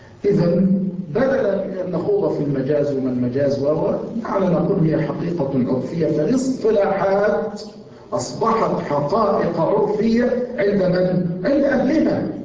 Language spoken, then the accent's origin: Arabic; Yemen; عندنا في اليمن، وما زلت أقولها،